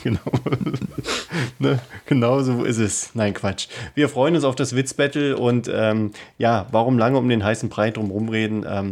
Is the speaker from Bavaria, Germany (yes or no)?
no; Berlin, Germany; wir beobachten das natürlich als Berliner.